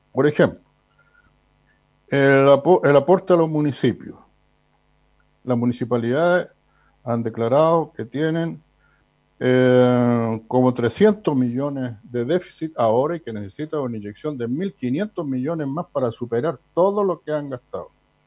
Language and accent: Spanish; Chile; Eso habla, en cierto modo, de tener mano de guagua, como decimos en Chile